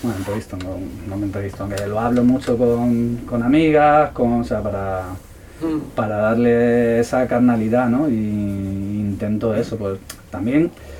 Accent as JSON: {"language": "Spanish", "town": "Madrid", "region": "Community of Madrid", "country": "Spain", "tie": "born or raised there", "moved": "yes", "said": "Yo soy de Madrid, me crié en Madrid, y salí de Madrid hace ya pues, más de 20 años"}